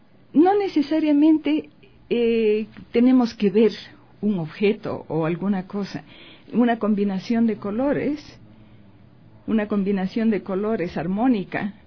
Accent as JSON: {"language": "Spanish", "country": "Ecuador", "moved": "yes", "said": "yo tuve que salir del Ecuador y recuerdo, estando en el avión"}